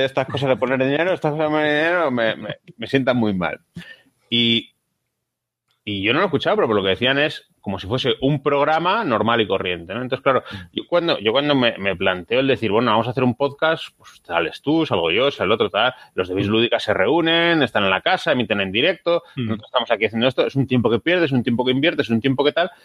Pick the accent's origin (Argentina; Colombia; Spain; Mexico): Spain; Pero aparte, somos españoles y somos jugones.